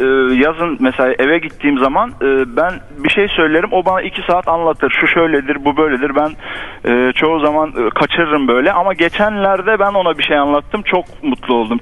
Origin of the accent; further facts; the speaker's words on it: Hatay, Turkey; Hani Hataylıyım ben. Hatay'da bir kasabada oturuyoruz diyelim.